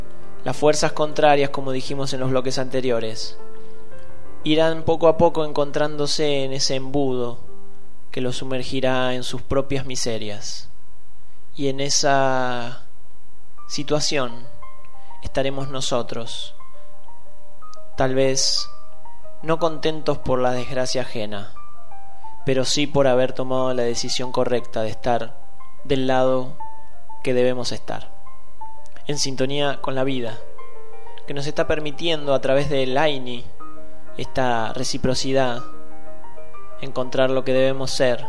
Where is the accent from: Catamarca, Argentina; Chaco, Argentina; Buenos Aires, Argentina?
Catamarca, Argentina; Andalgalá; siendo argentinos, siendo catamarqueños o siendo andalgalenses.